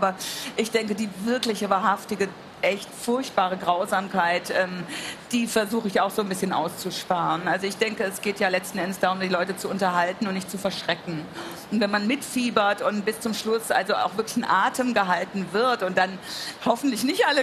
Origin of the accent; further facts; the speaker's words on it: Altenstadt, Hesse, Germany; Ich komme aus Oberhessen, aus Altenstadt, in der Wetterau, aus der Waldsiedlung, 14% NPD-Wähler.